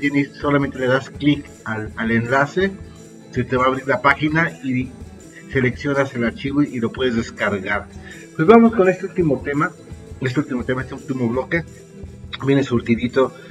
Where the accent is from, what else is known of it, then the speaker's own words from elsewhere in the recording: Irapuato, Guanajuato, Mexico; yo también soy de Irapuato, Guanajuato, México, la capital mundial de las fresas